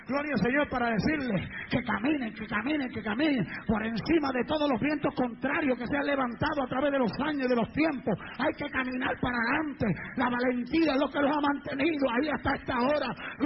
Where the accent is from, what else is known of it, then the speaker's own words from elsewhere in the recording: Puerto Rico; Yo me crié en Puerto Rico. Es una isla.